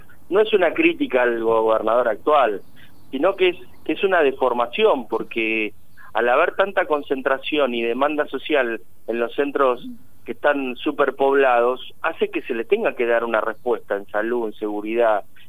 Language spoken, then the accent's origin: Spanish; Saliqueló, Buenos Aires Province, Argentina; los que vivimos en el interior, mira, yo soy de Saliqueló y de la Sexta